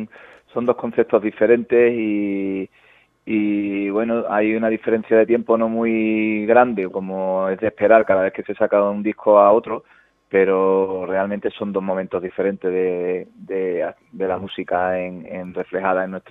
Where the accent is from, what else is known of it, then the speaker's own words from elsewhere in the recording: Huelva, Andalusia, Spain; now in Burgos, Spain; porque somos de Burgos, sí, sí. Aunque yo soy de Huelva, llevo aquí 3 años así aproximadamente.